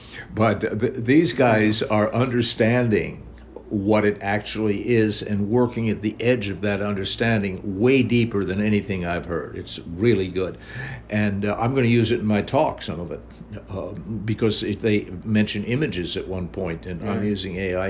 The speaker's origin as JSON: {"language": "English", "country": "United States", "said": "And as an American, even though I experienced paedophile priests and grooming"}